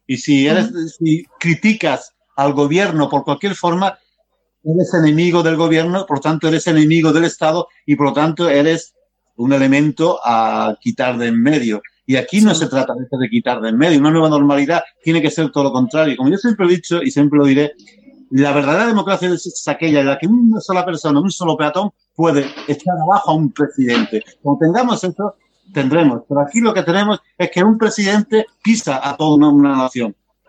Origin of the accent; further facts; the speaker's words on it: Spain; está claro que el carácter europeo, que somos españoles, somos europeos